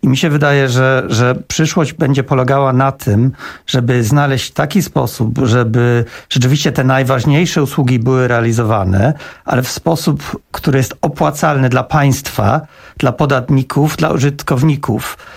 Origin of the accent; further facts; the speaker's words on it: England, United Kingdom; Znaczy, akurat wywodzę się z Anglii